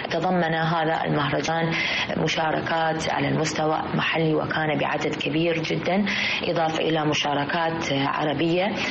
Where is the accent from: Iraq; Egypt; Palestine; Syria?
Iraq; في بلدنا العراق.